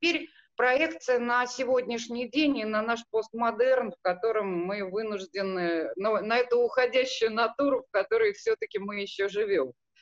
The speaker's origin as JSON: {"language": "Russian", "country": "Armenia", "said": "Ну, это самое, выступлю как вульгарная армянка, Да, замечу, что, конечно, и тут мы отметились"}